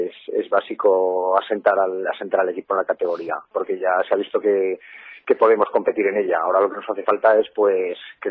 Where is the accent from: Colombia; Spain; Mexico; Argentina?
Spain; Huesca, Aragon; now in Graus, Spain; resido en Graus entre semana. O sea, soy de Huesca, pero entre semana por razones laborales, pues estoy en Graus. Es mi segunda casa.